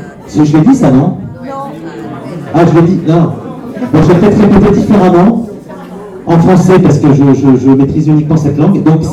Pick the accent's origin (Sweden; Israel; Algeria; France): France; Marseille, Provence-Alpes-Côte d'Azur; moi, je suis marseillais et je suis nourri d'une expérience depuis assez longtemps d'un contexte en fait qui est très particulier à Marseille.